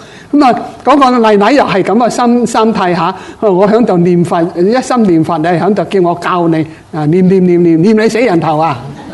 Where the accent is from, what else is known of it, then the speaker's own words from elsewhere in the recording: China; 即系等于我哋中国人念持咒啫嘛，用中国音持咒